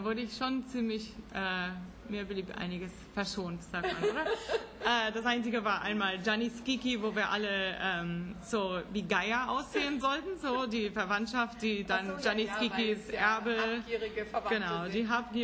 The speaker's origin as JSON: {"language": "German", "region": "California", "country": "United States", "said": "Ich meine, ich komme aus Central Kalifornien. Jetzt sind es 45.000 Einwohner."}